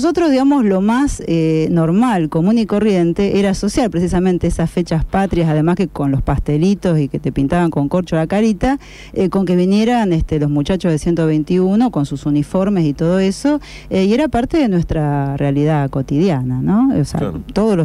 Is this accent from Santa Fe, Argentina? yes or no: yes; Rosario, Santa Fe, Argentina; Usted sabe que yo soy rosarina de Central.